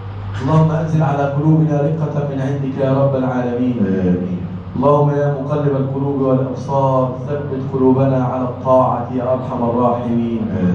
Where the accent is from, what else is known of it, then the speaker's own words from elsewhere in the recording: Egypt; اللهم اجعل بلدنا مصر بلدا امنا سخاء رخاء وسائر بلاد المسلمين.